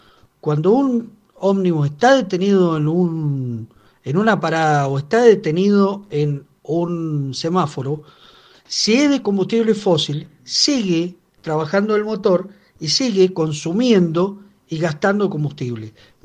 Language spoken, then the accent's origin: Spanish; Mendoza, Argentina; los que limpiamos el ambiente, en este caso, somos los mendocinos con nuestros pulmones